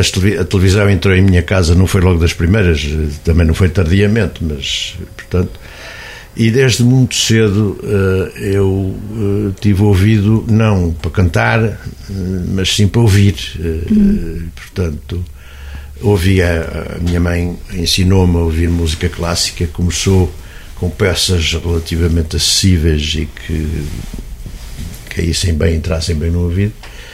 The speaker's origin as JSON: {"language": "Portuguese", "town": "Oliveira do Hospital", "region": "Centro", "country": "Portugal", "tie": "born or raised there", "said": "Sou oliveirense, nasci em Oliveira do Hospital em 1953. Nasci numa casa que toda a gente conhece, que é a antiga casa por cima da Fonte do Amial"}